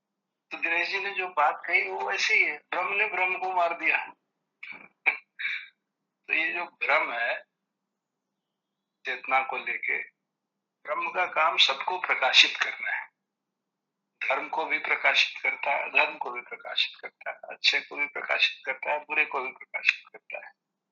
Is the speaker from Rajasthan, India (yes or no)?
no; Varanasi, Uttar Pradesh, India; बनारस में हमारा घर था और 45-50 किलोमीटर दूर हमारा गाँव।